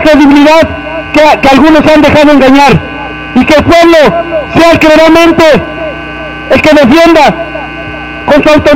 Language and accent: Spanish; Huitzilapan, State of Mexico, Mexico; Nosotros venimos de Huitzilapan, un pueblo originario, un pueblo otomí del Estado de México.